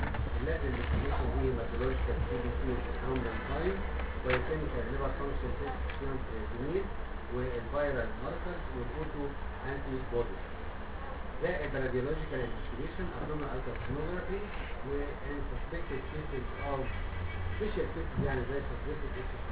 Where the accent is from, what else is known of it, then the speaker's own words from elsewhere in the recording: Egypt; اللي هو مهم جدا بقى عندنا في مصر